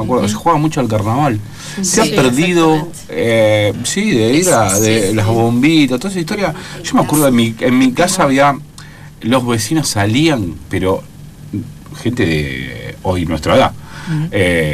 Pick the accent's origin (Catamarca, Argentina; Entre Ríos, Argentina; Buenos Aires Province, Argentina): Buenos Aires Province, Argentina; yo que vengo de la provincia de Buenos Aires, la provincia de Buenos Aires, ¿no?